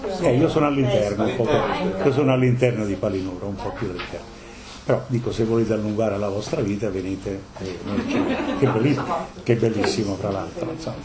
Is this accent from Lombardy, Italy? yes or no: no; Campania, Italy; moved away; io vengo dal Cilento, nel Cilento si vive 10 anni di più.